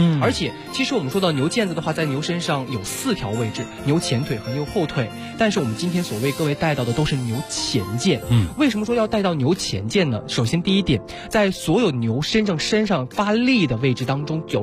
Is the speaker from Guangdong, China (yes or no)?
no; Inner Mongolia, China; 其实我自己是内蒙人